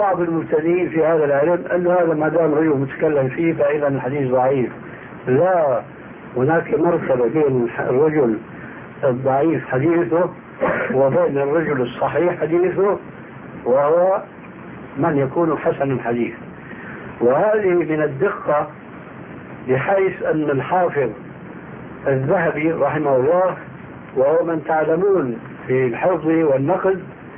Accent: Syria; وهذا كان إلى عام قريب عندنا في سوريا يلتطيه طبقة معينة من الناس

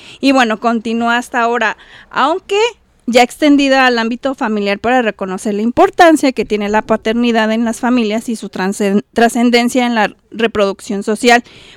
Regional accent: Mexico; como buen mexicano andamos luego copiando

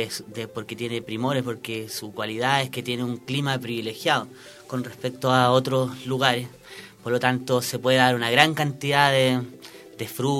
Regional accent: La Vega, Atacama, Chile; Yo soy de La Vega, eso está más... aproximadamente como a 4 kilómetros de la cabecera comunal, Alto El Carmen, la comuna, ¿no es cierto? Y bueno, es un valle transversal, el último valle que más o menos corta el desierto

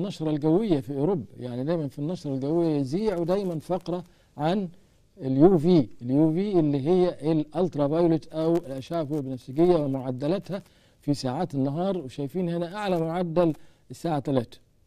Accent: Egypt; طبعا عندنا في مصر ما حدش داري بالحاجات دي خالص

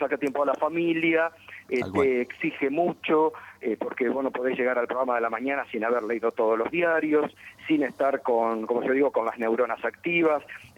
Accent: Concepción del Uruguay, Entre Ríos, Argentina; born there; voy seguido porque tengo mi familia allá, así que sí, tengo, viste, con bastante asiduidad voy a Concepción del Uruguay, mantengo lazos

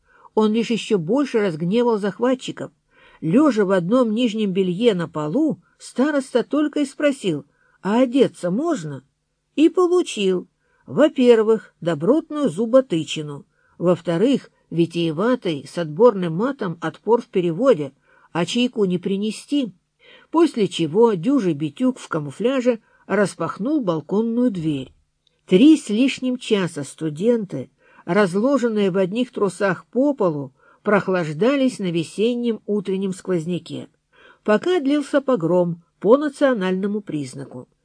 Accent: Grozny, Chechnya, Russia; староста группы, сам из Грозного.

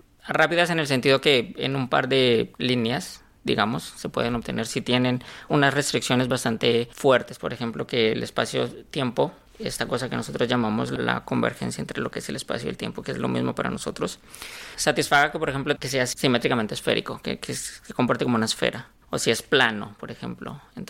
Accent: Colombia; moved away as an adult; now in Mexico; Vale, yo soy colombiano

